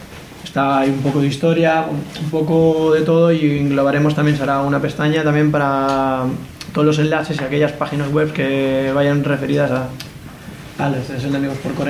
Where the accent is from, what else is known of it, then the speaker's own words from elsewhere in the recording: Tarragona, Catalonia, Spain; de Tarragona